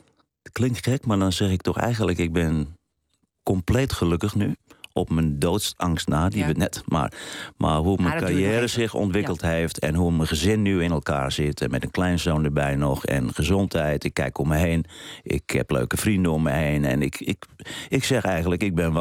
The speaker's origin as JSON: {"language": "Dutch", "town": "Amsterdam", "region": "North Holland", "country": "Netherlands", "tie": "born or raised there", "said": "Ik ben geboren in de Jordaan. Op mijn tweede jaar zijn wij verhuisd naar de Pijp, naar de Ruiselkade. Daar ben ik eigenlijk opgegroeid boven een bordeel."}